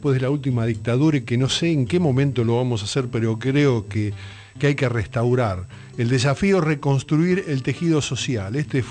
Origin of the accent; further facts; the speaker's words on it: Argentina; Como argentinos, por miedo.